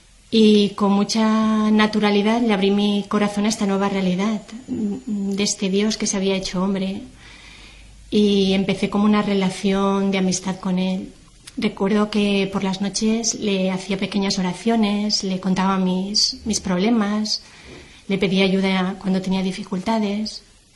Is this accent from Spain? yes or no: yes; Valencia, Valencian Community, Spain; also born or lived in Terrassa; yo nací en Tarrasa y a la edad de 5 años mi familia se trasladó a vivir a Valencia, que es donde actualmente resido. Crecí en un ambiente familiar y social en el que la religión no estaba presente.